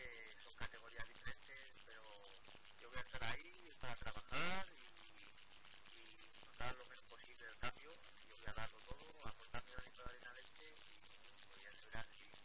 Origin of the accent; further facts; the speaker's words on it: Salamanca, Castile and León, Spain; now in Elche, Spain; sí que voy a vivir en Elche porque yo como soy de Salamanca